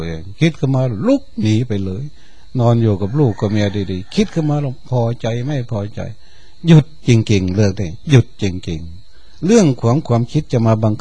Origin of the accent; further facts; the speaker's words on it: Chaiyaphum, Thailand; หลวงพ่อก็เป็นคนชัยภูมิเราก็เป็นคนชัยภูมิ